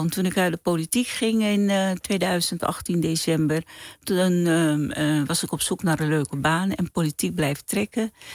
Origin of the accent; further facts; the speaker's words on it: Paramaribo, Suriname; moved away as an adult; now in Rotterdam, Netherlands; geboren in Suriname, Paramaribo. Op de 18e naar Nederland gekomen, in Rotterdam gaan wonen.